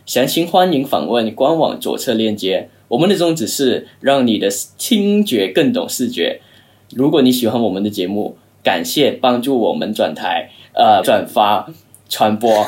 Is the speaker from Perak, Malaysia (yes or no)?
no; Kuala Lumpur, Federal Territory of Kuala Lumpur, Malaysia; now in China; 然后我是来自马来西亚吉隆坡，然后来中国已经快6年多一点了。